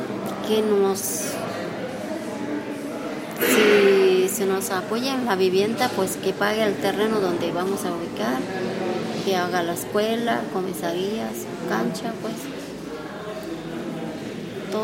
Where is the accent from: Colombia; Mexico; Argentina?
Mexico; Guerrero; vengo del San Marco, municipio de Mitlatomas.